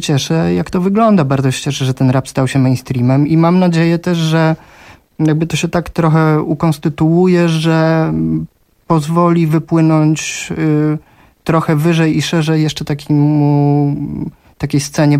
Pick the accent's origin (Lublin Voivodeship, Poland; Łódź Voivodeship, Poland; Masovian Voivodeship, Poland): Masovian Voivodeship, Poland; Warsaw; no siłą rzeczy, skoro jestem z Warszawy, no to poznawałem scenę warszawską